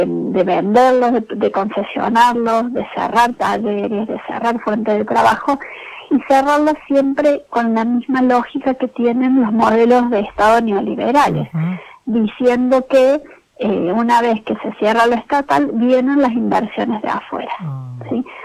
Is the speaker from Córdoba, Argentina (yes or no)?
yes; Cruz del Eje, Córdoba, Argentina; Yo soy de Cruz del Eje, nací, uh-huh, en Cruz del Eje